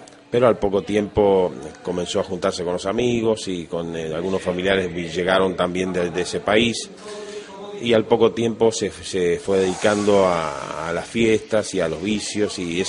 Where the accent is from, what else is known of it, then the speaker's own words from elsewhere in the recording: Argentina; born there; Yo nací en Argentina, pero tengo sangre, mi padre era paraguayo